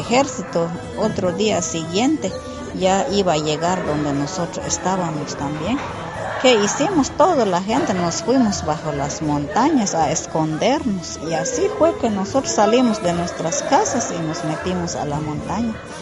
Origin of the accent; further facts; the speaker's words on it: Quiché, Guatemala; Cuando nosotros nos fuimos a las montañas porque el ejército de Guatemala entraron en nuestras comunidades donde vivíamos antes. Yo era una niña de 6 años